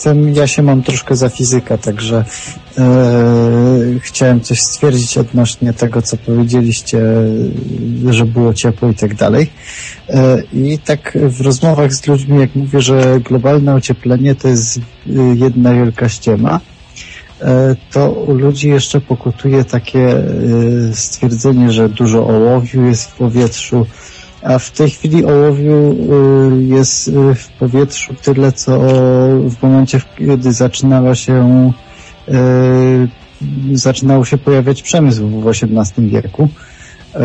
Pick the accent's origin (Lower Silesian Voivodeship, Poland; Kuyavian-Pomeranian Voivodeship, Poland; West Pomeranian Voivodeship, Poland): Lower Silesian Voivodeship, Poland; wiem, że ja jestem z okolic Wrocławia.